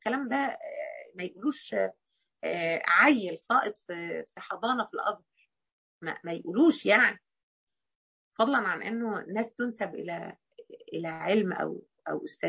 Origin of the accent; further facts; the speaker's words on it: Egypt; يعني أنا قصدي حرام بتاعتنا احنا كمصريين اللي هي اخص عليك ما يصحش